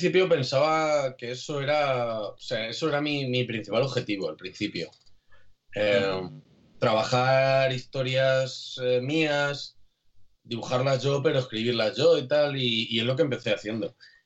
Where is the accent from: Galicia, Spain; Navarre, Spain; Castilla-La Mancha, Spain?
Castilla-La Mancha, Spain; Alcázar de San Juan; un trabajo que partía del Patronato de Cultura local de Alcázar de San Juan, de aquí de mi pueblo.